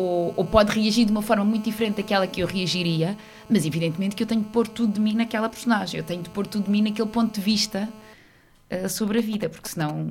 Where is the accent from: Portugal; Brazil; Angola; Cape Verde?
Portugal; Santarém; eu sou do Ribatejo